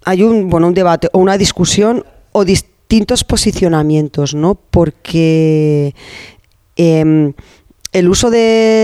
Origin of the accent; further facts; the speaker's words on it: Catalonia, Spain; que era de Menargens, que está al lado, es un pueblo que está a 9 kilómetros de mi pueblo, ¿no?